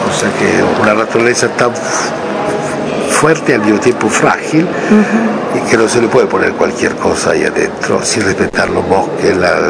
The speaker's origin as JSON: {"language": "Spanish", "country": "Italy", "second_language": "Spanish", "moved": "yes", "lives_now": "France", "said": "la mitad del tiempo lo paso entre Argentina y París, porque, aunque soy italiano, pero no vivo en Italia, vivo en Francia, y otra parte, Locarno, que es la ciudad donde nació mi hijo."}